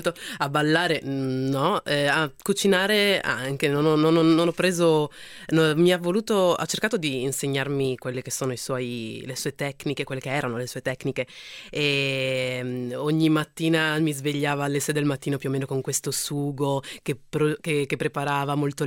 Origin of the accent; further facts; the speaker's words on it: Udine, Friuli-Venezia Giulia, Italy; also born or lived in Milan; Io a 7 anni ho iniziato a studiare danza in questa scuola del mio paese, a Udine